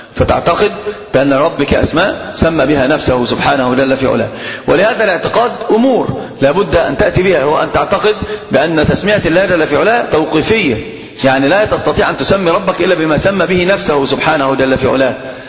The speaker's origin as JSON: {"language": "Arabic", "country": "Egypt", "said": "وعندنا في مصر الكلام عجيب"}